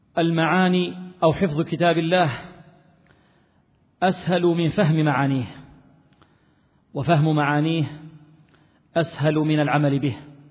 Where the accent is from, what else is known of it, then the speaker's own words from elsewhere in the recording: Libya; وهي الرواية المشهورة في بلدنا ليبيا